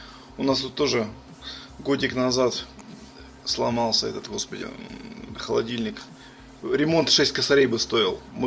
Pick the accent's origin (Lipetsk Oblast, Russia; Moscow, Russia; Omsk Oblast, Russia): Omsk Oblast, Russia; Omsk; город Омск, я из Омска.